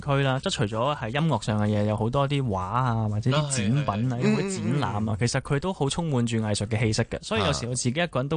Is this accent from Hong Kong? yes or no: yes; Hong Kong; 可能我哋香港人或者可能广东地区嘅朋友，会唔系好习惯